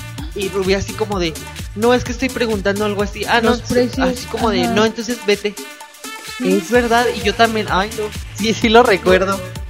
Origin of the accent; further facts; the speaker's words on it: Mexico; también como mexicanos y como...